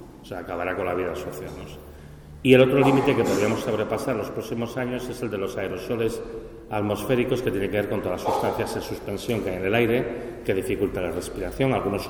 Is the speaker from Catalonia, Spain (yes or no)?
yes; Catalonia, Spain; como vengo de Cataluña y hemos tenido una sequía impresionante